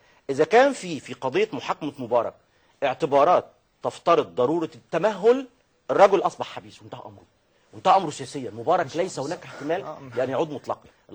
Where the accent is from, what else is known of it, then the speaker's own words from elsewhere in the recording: Egypt; ليس هذا مبالغه في ان احنا مصريين فمعتزين ببلدنا بغيره